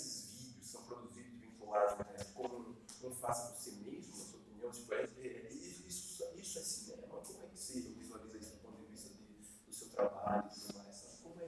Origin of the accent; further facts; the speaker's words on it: Northeast Region, Brazil; sou nordestino, sou do caso Santa Agostinho, e cresci num dos bairros mais perigosos do Brasil, né? E aí sou formado pela Federal de Recôncavo